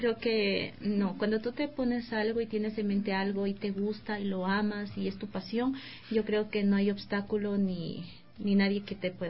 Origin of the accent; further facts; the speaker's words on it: Arenillas, El Oro, Ecuador; yo vivo ya años aquí, pero yo soy de la provincia del Oro, de Arenillas, y pues allá también tengo a mi familia